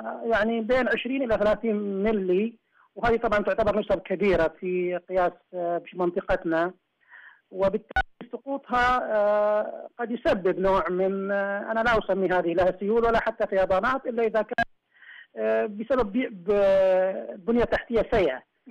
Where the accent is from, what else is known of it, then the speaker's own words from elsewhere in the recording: Eastern Province, Saudi Arabia; لا أنا أقول ما راح يصير هذا عندنا في الشرقية